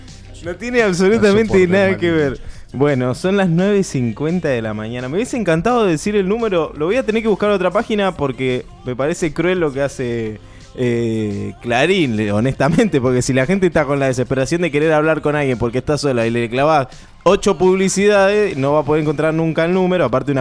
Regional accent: Banfield, Buenos Aires Province, Argentina; Yo soy de Banfield, nacido en Banfield, hincha de Banfield

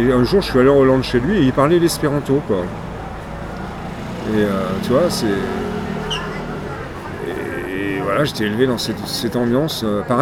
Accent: Versailles, Île-de-France, France; Donc je suis resté à Versailles et j'ai grandi à Versailles

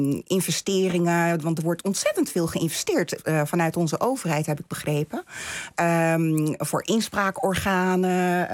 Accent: Netherlands; also born or lived in Turkey; Ik ben in Turkije geboren. Ja. Ik ben als kind, 9-jarig, ben ik naar Nederland gekomen. En ik voel me heel erg thuis. Vanaf het begin heb ik me hier thuis gevoeld.

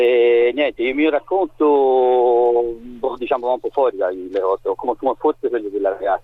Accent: Florence, Tuscany, Italy; Io sono di Firenze, in età intorno delle medie più o meno, ho iniziato ad andare a una palestra a Firenze

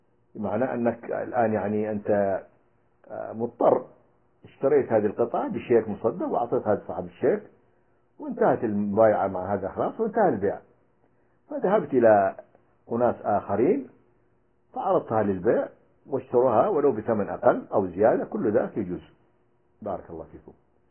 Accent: Libya; فقام النظام السابق عندنا في ليبيا بالاستحواذ عليها

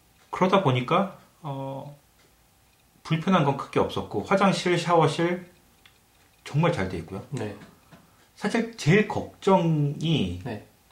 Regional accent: South Korea; 저 이제 한국 사람이다 보니까

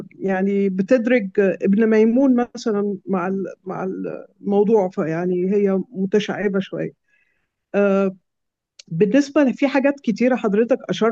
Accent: Egypt; أنا مصرية ومسلمة

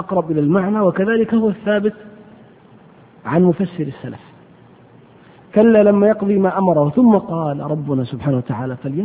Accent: Hejaz, Saudi Arabia; والقت هو العلف الذي يسمى عندنا في الحجاز بالبرسين

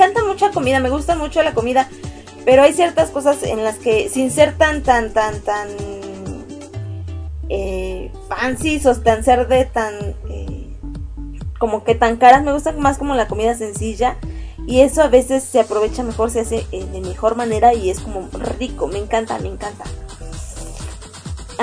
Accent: Mexico City, Mexico; Soy de México, de la Ciudad de México, de la Ajusco, en la Ciudad de México.

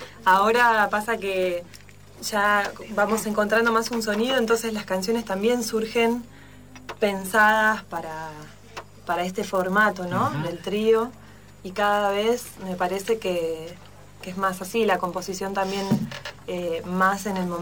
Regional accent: Bariloche, Río Negro, Argentina; Y yo soy de Bariloche, ¿no? Y allá en mi adolescencia.

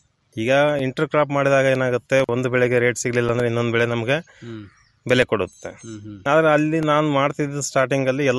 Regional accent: MBN Halli, Karnataka, India; ನಮ್ಮದು ಕೂಡ್ಲಿಗಿ ತಾಲೂಕು ಎಂಬಿಎನಹಳ್ಳಿ ಗ್ರಾಮ.

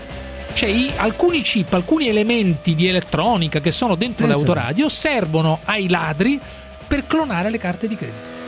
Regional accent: Rome, Lazio, Italy; Io sono di Roma e non sono

